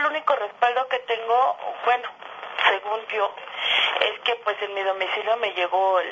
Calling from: Magdalena Contreras, Mexico City, Mexico; De la Delegación Magdalena Contreras.

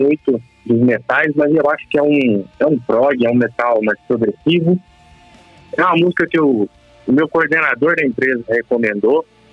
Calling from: Minas Gerais, Brazil; de Minas Gerais.

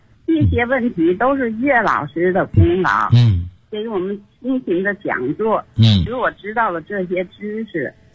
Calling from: Tianjin, China; 我是天津的。今年78岁。

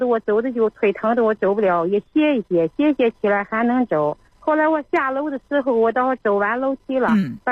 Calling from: Zhangjiakou, Hebei, China; 河北省啊，河北省张家口。

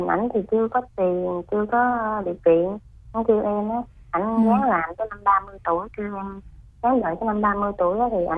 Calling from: Dong Thap, Vietnam; em gọi tới từ Đồng Tháp.

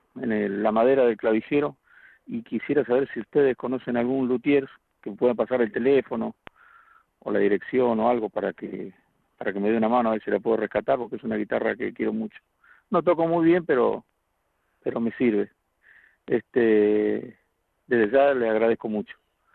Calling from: Laguna de los Padres, Buenos Aires, Argentina; acá de la Laguna de los Padres, lo estoy escuchando como todos los días

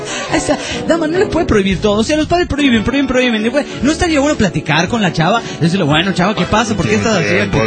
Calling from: Calchaquí, Santa Fe, Argentina; … desde Calchaquí, República Argentina.

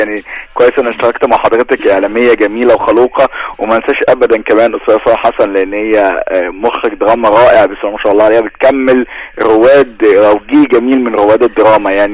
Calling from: Alexandria, Alexandria Governorate, Egypt; من اسكندريه

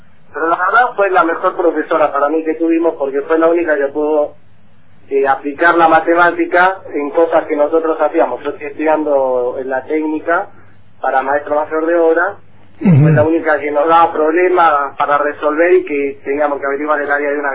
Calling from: Santa Teresita, Buenos Aires Province, Argentina; de Santa Teresita.

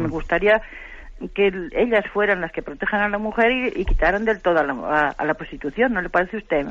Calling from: Santander, Cantabria, Spain; de Santander.

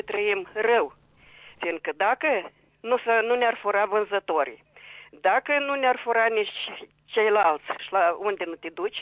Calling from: Chișinău, Moldova; din Chișinău.

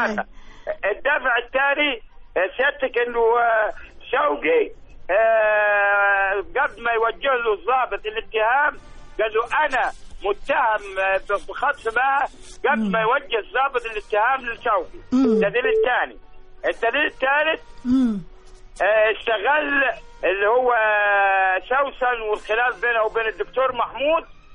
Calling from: Sohag, Sohag Governorate, Egypt; من سوهاج.

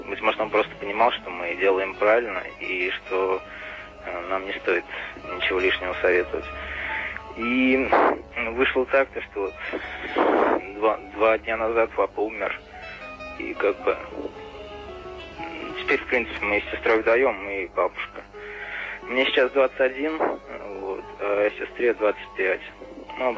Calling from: Saratov, Saratov Oblast, Russia; Я звоню вам из Саратова.

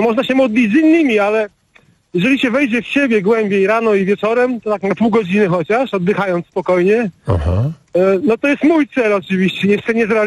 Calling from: Gdańsk, Pomeranian Voivodeship, Poland; Ja jestem z Gdańska. Właśnie mam widok na Żuławy, bo jadę na rowerze, jechałem i chciałem przystanąć.

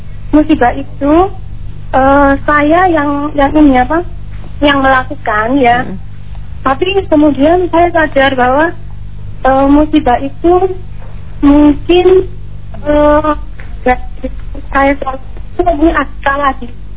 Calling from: Sidoarjo, East Java, Indonesia; dari Sidoarjo.

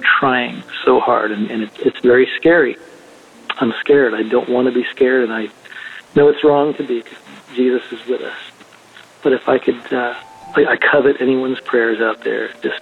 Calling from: Florida, United States; I'm calling from Florida.

